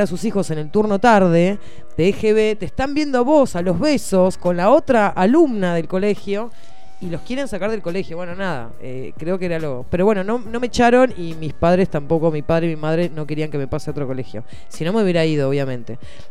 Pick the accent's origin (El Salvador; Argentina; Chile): Argentina; Bahía Blanca, Buenos Aires Province; Yo soy de Bahía Blanca.